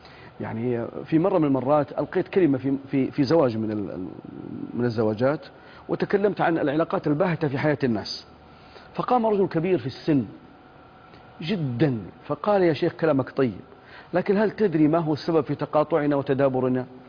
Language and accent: Arabic; Ara, Al Bahah Province, Saudi Arabia; أنا أذكر هذا في قريتي في عارة في بني ظبيان في الباحة